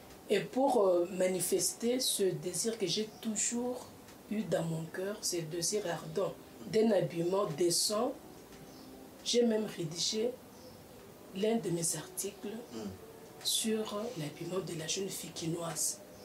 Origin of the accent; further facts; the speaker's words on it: Kasaï, DR Congo; Là c'est un adage courant chez nous dans le Kassai.